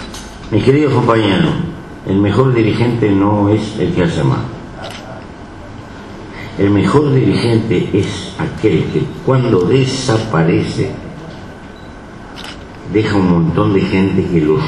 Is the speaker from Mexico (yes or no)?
no; Uruguay; Yo soy un uruguayo raro.